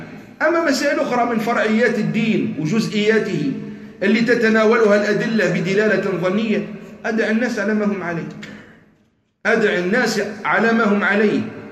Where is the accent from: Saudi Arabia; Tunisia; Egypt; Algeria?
Algeria; المعاصر اللي كان عندنا في الجزائر